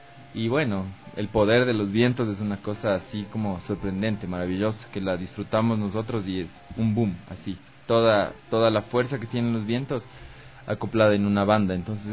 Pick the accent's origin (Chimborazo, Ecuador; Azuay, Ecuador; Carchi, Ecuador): Carchi, Ecuador; Tulcán; now in Quito, Ecuador; yo soy de Tulcán, llegué acá a Quito a estudiar